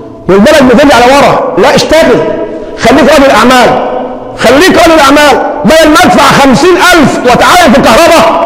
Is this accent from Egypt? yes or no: yes; Egypt; ده حل كمصريين، ومن ثم بنجيب